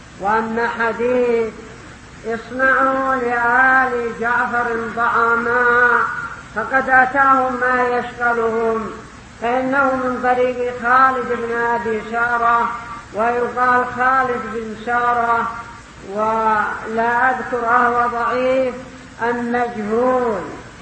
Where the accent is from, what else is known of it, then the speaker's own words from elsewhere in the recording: Yemen; ربما يشترون من القات عندنا باليمن يكلفهم قدر مليون